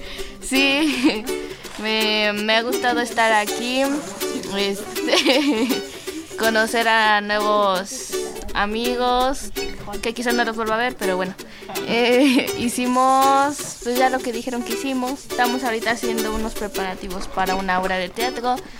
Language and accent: Spanish; Tequisquiapan, Querétaro, Mexico; vengo de Tequisquiapan, Querétaro. Tengo 14 años de edad